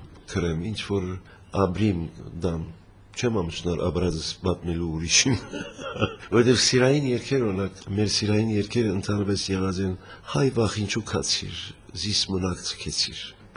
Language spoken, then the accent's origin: Armenian; Lebanon; also born or lived in Syria; Լիբանան ծնած եմ, սակայն մանկությանս մեկ մասը Սուրիա ապրած ենք